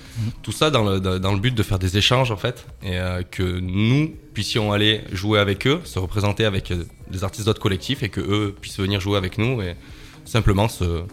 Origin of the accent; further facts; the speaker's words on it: Gap, Provence-Alpes-Côte d'Azur, France; moi je suis au Alpin, je viens de Gap. Je pense que vous avez un petit peu entendu l'accent.